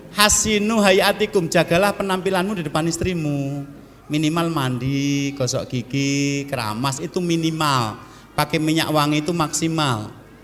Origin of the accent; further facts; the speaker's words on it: Java, Indonesia; datangkan saya dari Jawa, tak terangkan